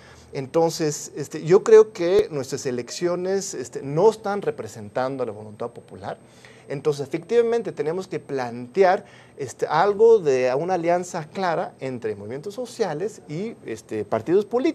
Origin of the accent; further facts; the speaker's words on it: Mexico; ese mito de que ya somos muy democráticos como mexicanos